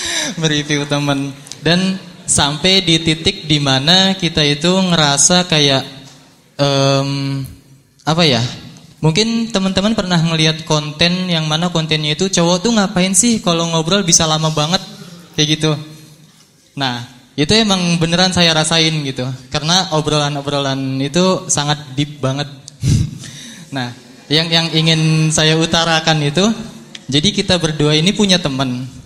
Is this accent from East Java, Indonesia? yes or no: no; Bekasi, West Java, Indonesia; Enggak ada tulohnya ya. … asal saya dari Bekasi. Saya mahasiswa UIN Sunan Kalijaga.